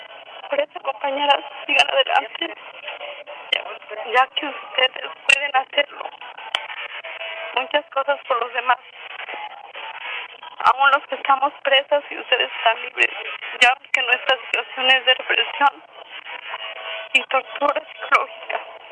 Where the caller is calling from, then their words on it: Tecpan de Galeana, Guerrero, Mexico; Desde el Cerezo de Tetán de Galeana Guerrero, un fraternal saludo para todas las compañeras y compañeros de lucha.